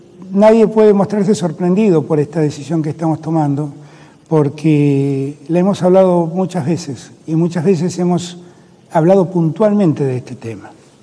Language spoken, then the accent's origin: Spanish; Buenos Aires, Argentina; soy porteño como ellos, todos nosotros nacimos en esa querida Ciudad de Buenos Aires